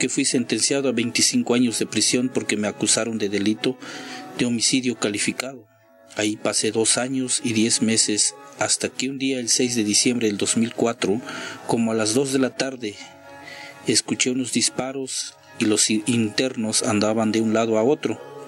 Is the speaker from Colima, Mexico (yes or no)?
no; San Juan Chamula, Chiapas, Mexico; first language Tzotzil; Spanish is a second language; Soy originario de San Juan Chomula, indígena. Mi lengua materna es tzotzil.